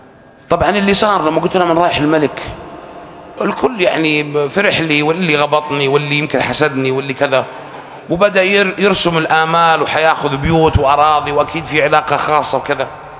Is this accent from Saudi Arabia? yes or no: yes; Saudi Arabia; أنا سعودي مسلم